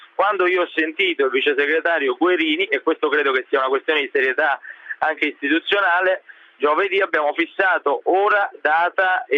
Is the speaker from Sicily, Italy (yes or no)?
no; Pomigliano d'Arco, Campania, Italy; also born or lived in Avellino; Ma io sono nato ad Avellino, poi sono di Pomigliano d'Arco